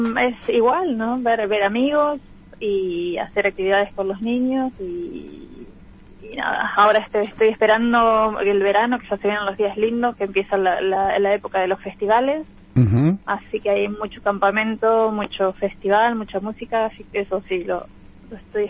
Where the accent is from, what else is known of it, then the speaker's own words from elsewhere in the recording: Argentina; also born or lived in Spain; now in England, United Kingdom; yo me fui de Argentina y llego a España. ¿Y qué pasó? Ah, bueno, después llego acá a Inglaterra